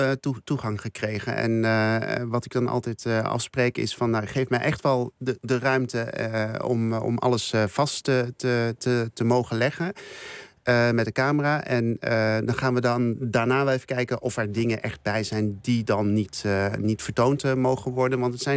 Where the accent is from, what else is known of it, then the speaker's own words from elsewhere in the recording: Curaçao; En ik kom zelf uit Curaçao